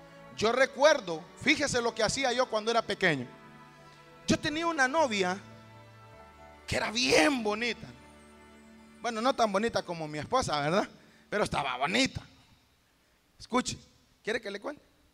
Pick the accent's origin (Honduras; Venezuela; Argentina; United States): Honduras; Y yo decía yo, pues como buen catracho